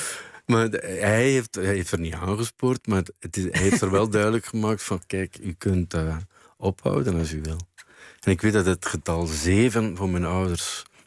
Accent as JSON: {"language": "Dutch", "town": "Bruges", "region": "West Flanders", "country": "Belgium", "tie": "born or raised there", "said": "Als ik langs ging in Brugge, waar ik ben opgegroeid en waar zij woonde"}